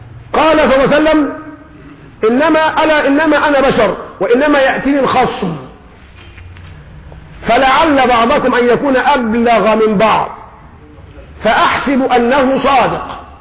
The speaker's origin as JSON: {"language": "Arabic", "country": "Egypt", "said": "لذلك نحن كشعب مصري شعب طيب،"}